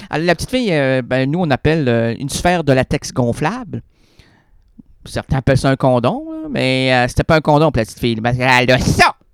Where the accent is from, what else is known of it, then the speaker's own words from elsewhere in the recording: Quebec, Canada; Déjà là, moi, je suis un Québécois, je peux comprendre la balloune.